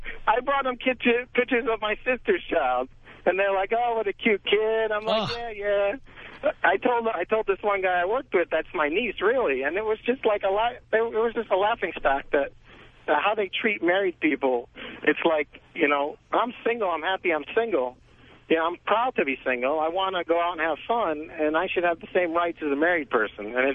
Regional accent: Las Vegas, Nevada, United States; Anyways, I'm from Vegas, and I used to work for a major casino out there

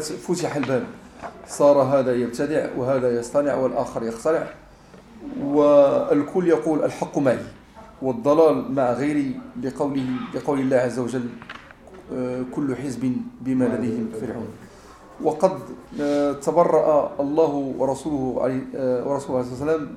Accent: Morocco; مسألة قراءة الحزب جماعة عندنا في المغرب

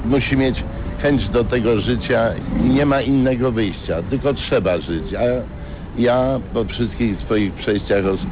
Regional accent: Kraków, Lesser Poland, Poland; born there; Nie, ja nie jestem stąd. Ja urodziłem się w Krakowie. Mama moja budowała nową hutę jako murarka, a tata był zawodowym wojskowym.

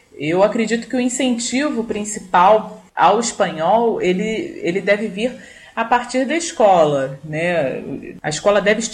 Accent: Rio de Janeiro, Brazil; accent: southeast Rio de Janeiro; o nosso sotaque aqui da região sudeste do Rio de Janeiro

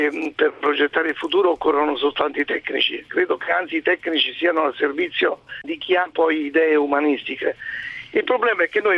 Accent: Naples, Campania, Italy; Per esempio Napoli, io sono napoletano

